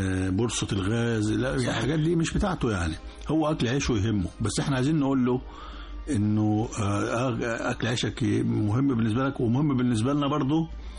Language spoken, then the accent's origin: Arabic; Asyut, Asyut Governorate, Egypt; طبعا أنا يعني أنا بلدي أسيوط